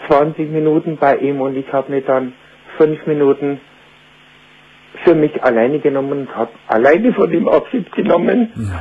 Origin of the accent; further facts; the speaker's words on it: Bavaria, Germany; accent: Bavarian; Entschuldige, ich habe einen bayerischen Dialekt, ich kann nicht.